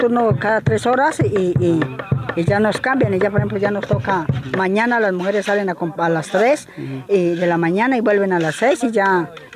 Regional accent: Huila, Colombia; vengo del Guardo Rumillaco, del sur del departamento del Huila.

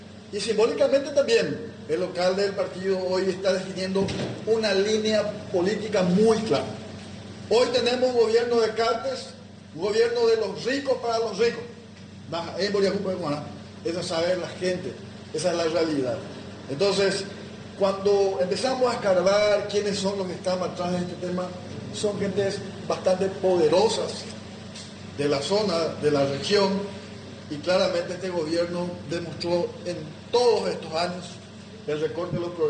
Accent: Caaguazú, Paraguay; Yo soy del departamento de Caguazú.

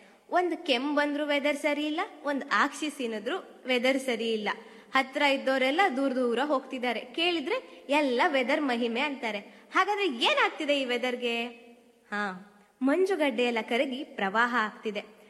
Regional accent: Karnataka, India; ನಾನು ಮೂಲತಃ ಮಲೆನಾಡಿನವಳು. ಅಲ್ಲೇನ್ ಕೇಳ್ತೀರಾ, ದೊಡ್ಡ ದೊಡ್ಡ ಮರಗಳು, ಆ ಮರಗಳ ತಲೆನೇ ಕಾಣೋದಿಲ್ಲ.

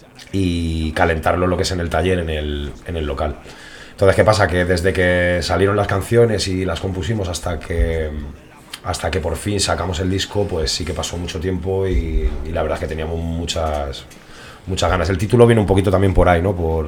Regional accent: Getafe, Community of Madrid, Spain; y luego la gran mayoría somos de aquí de Getafe.

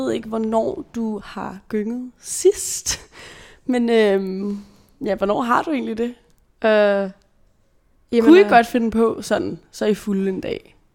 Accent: Brøndby, Capital Region of Denmark, Denmark; du bor faktisk lidt i grænselandet mellem sådan Brøndby, hvor jeg er vokset op faktisk

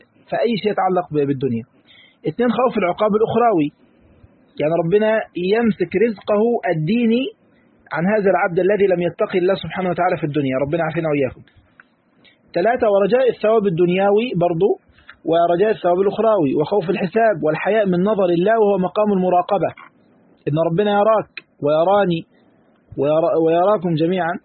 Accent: Egypt; واحنا كمصريين يعني واللغه بتاعتنا كده معروفه

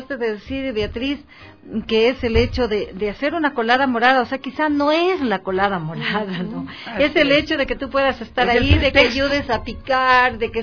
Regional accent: Carolina, Loja, Ecuador; now in Quito, Ecuador; La mayor parte están allá en mi provincia, están en Loja

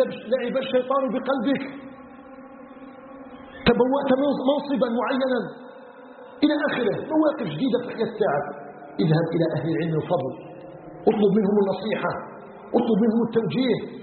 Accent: Algeria

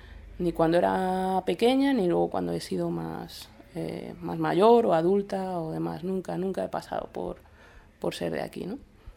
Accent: Madrid, Community of Madrid, Spain; nunca he pasado por ser de un sitio como Madrid, que es donde yo nací, y donde he crecido, y donde actualmente habito

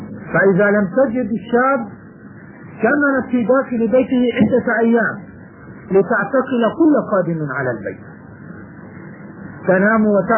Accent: Jordan; يكتبون الأولاد الصغار مثلا عندنا في الأردن

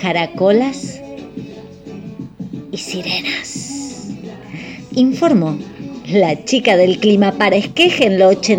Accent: Buenos Aires, Argentina; Como buena porteña, todos los veranos los pasaba allá.

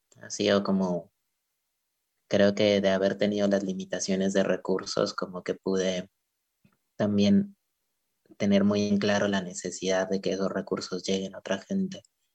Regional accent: Pasto, Nariño, Colombia; las primeras clases que di fueron en Pasto, en mi ciudad natal en Colombia

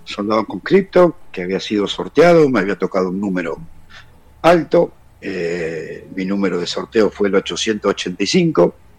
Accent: Bolívar, Buenos Aires Province, Argentina; Tengo en la actualidad 59 años. Soy clase 1963. Soy de Bolívar.

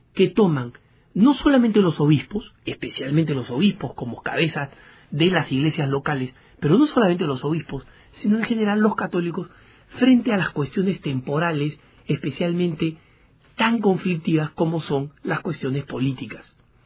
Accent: Argentina; also born or lived in Peru; en mi país natal, el Perú, en mi país de crecimiento también en Argentina

